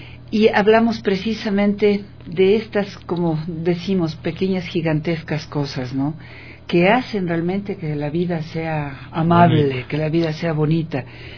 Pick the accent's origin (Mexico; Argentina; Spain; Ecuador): Ecuador; nuestro sello como seres humanos, como ecuatorianas, como ecuatorianos